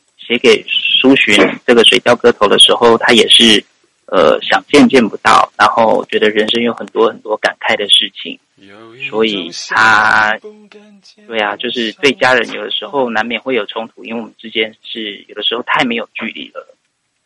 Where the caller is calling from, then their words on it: Yokohama, Kanagawa, Japan; 我是横滨的铁子。